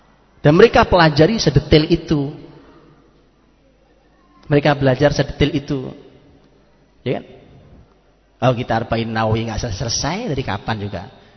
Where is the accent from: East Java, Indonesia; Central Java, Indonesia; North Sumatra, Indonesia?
East Java, Indonesia; Zaman dulu, zaman saya di kampung, saya orang Jawa Timur di kampung